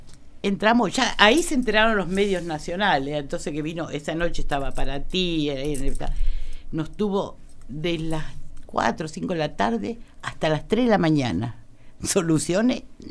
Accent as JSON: {"language": "Spanish", "town": "Pellegrini", "region": "Buenos Aires Province", "country": "Argentina", "tie": "born or raised there", "said": "Y era salir a la radio de mi pueblo, que era de Pellegrino"}